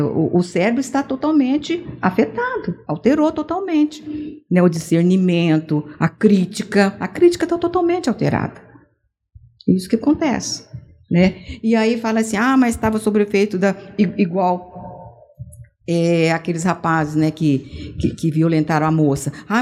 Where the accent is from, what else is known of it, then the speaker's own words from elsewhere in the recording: Uberaba, Minas Gerais, Brazil; Minha terrinha.